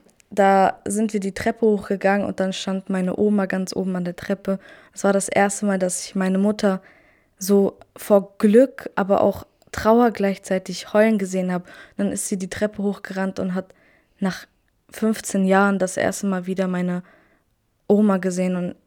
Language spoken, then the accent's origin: German; Germany; born there; Ich bin hier in Deutschland geboren, bin 15 Jahre alt und ja.